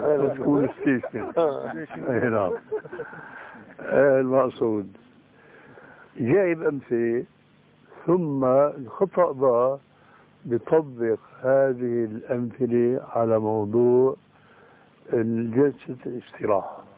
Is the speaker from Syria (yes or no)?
yes; Syria; فوجئت بسمع صوت البوق، بسموه عندنا بالشام برزان